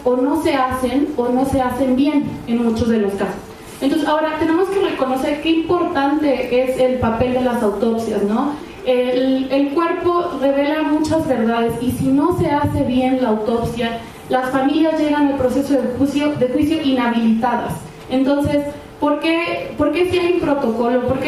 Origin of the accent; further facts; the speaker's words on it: United States; accent: gringo; Spanish is a second language; A mí también de repente se me sale el acento gringo, entonces ahí disculparán.